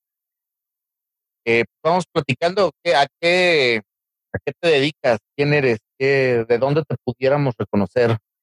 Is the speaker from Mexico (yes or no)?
yes; Mexico; Nosotros todos somos mexicanos